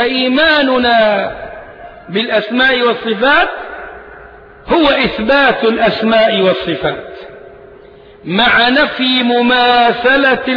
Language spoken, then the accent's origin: Arabic; Egypt; ليه نحن هنا أبناء مصر، وإحنا أبناء مصر مش ضيوف عليها ولا حاجة